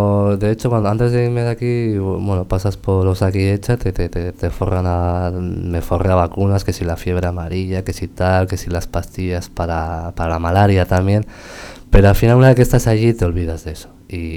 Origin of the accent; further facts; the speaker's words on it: Basque Country, Spain; está constatado en los papeles que somos los primeros vascos en llegar a la catarata